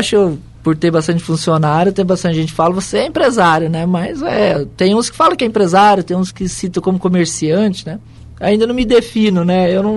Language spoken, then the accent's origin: Portuguese; Foz do Iguaçu, Paraná, Brazil; Sim, sou aqui de Foz. Nasci aqui em Foz do Iguaçu, no Hospital Costa Cavalcante, né? Antigo Madeirinha.